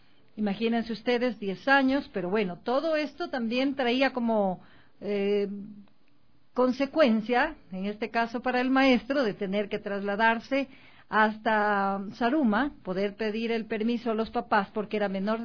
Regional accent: Marcabelí, El Oro, Ecuador; Yo de Marcabelín.

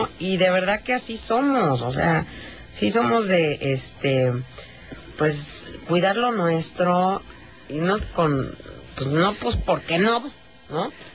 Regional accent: Mexico; así somos los mexicanos, y nos encanta pues lo simple, también lo sencillo, y lo que es como es.

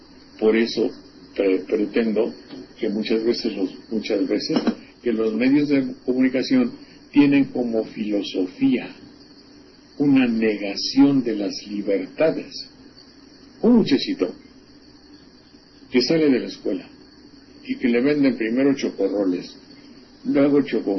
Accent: Xalapa, Veracruz, Mexico; en mi pueblo, en Jalapa, me dijeron, concursa

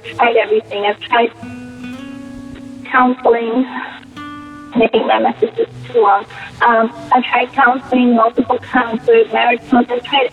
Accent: Jamaica; and I'm actually from Jamaica.

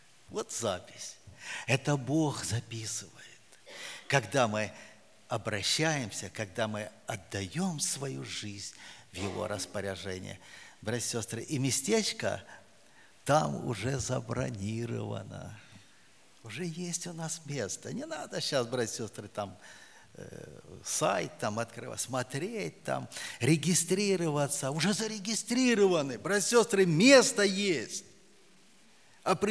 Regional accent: Siberia, Russia; Я говорю: да, Сибири.

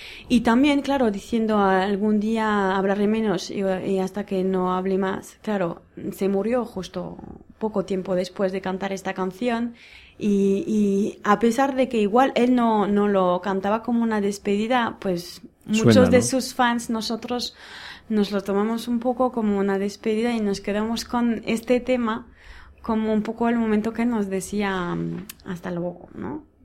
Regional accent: Basque Country, Spain; Y si viviríamos todos como aquí vascos

